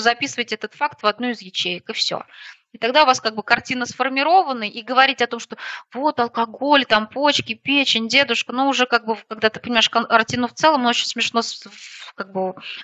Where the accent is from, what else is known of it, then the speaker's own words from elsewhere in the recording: Moscow, Russia; now in Odintsovo, Russia; Я когда появилась в этом городе, в Одинцово, я сама из Москвы